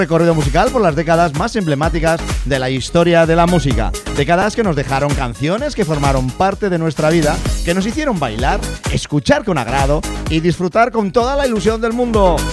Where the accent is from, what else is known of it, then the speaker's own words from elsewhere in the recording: Spain; porque así somos los españoles, asumimos cualquier fiesta.